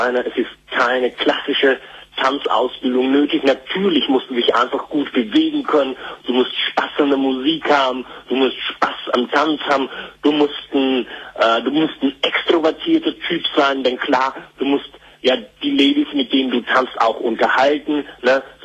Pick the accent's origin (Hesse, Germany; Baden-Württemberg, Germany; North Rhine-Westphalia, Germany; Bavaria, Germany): North Rhine-Westphalia, Germany; Krefeld; now in Austria; Ich komme aus der Gegend von Krefeld.